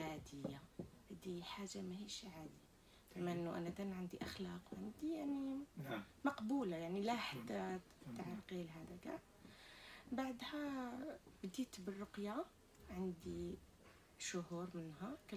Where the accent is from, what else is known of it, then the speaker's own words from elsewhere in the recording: Algeria; وانا جايه من الجزائر